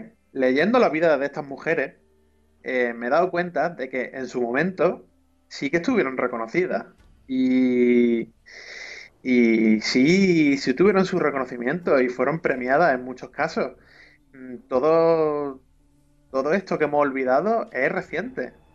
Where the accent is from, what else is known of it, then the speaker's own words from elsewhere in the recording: Málaga, Andalusia, Spain; Que yo que soy de Málaga.